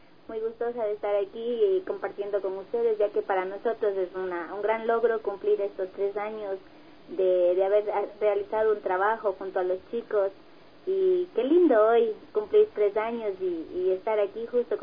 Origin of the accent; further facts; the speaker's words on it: San Antonio de Ibarra, Imbabura, Ecuador; somos de acá de San Antonio de Ibarra, de un barrio llamado San Juan de Israel